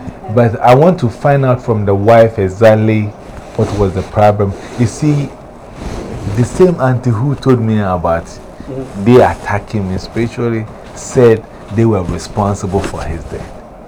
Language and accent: English; Ghana; moved away; ever since I came from Ghana, the closest I have drank was it's juice.